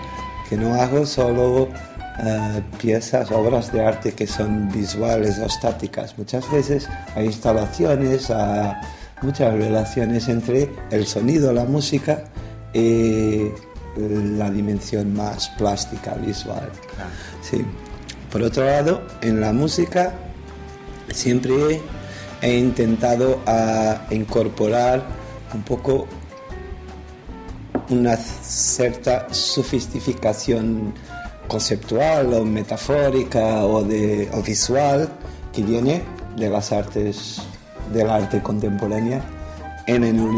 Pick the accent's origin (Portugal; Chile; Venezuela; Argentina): Portugal; Lisbon; Spanish is a second language; soy de Lisboa, tengo 48 años